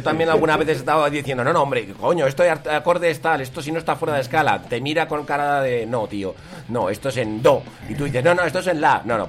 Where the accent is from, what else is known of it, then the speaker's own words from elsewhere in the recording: Madrid, Community of Madrid, Spain; nosotros, la mayoría somos de Vallecas, vivimos en Vallecas y llevamos muchos años allí.